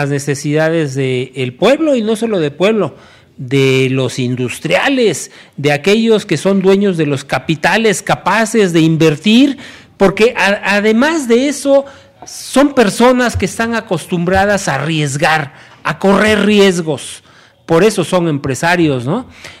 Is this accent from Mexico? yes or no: yes; Mexico; yo como soy muy mexicano